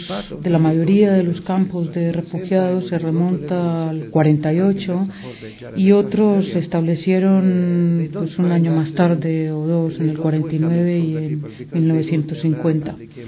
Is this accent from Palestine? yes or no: yes; Dheisheh, West Bank, Palestine; Para explicar un poco cómo surgió Deisha, el campo de Deisha, de donde vengo yo